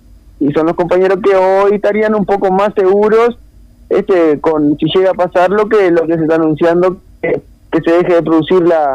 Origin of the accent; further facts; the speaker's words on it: Bella Unión, Artigas, Uruguay; Aunque yo soy de Bella Unión, ¿verdad?